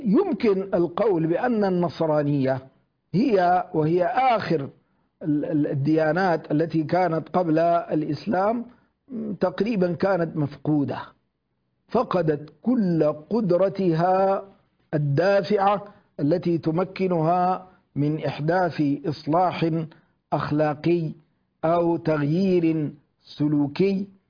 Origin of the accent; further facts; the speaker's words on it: Sudan; يشبه ما هو حاصل عندنا في الجنوب، في جنوب السودان